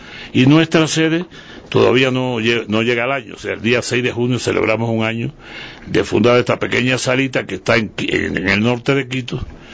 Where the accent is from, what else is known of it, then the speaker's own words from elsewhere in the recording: Cuba; La contrapartida siempre es ecuatoriana si yo soy cubano.